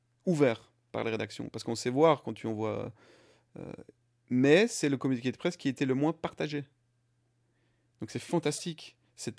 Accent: Belgium; nous sommes belges, nous sommes ensemble.

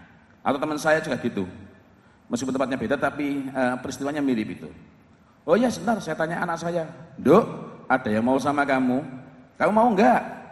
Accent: East Java, Indonesia; Saya ini orang Jawa Timur.

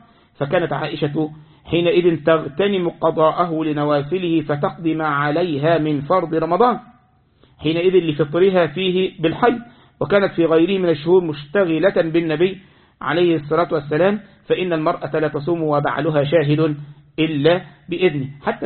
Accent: Egypt; ها عندنا في مصر أكلة مخصوصة العاشوراء

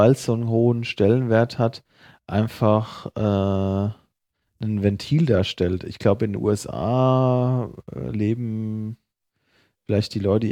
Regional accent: Hesse, Germany; zum Beispiel die Vereine aus meiner Heimat, die sind ja auch ganz

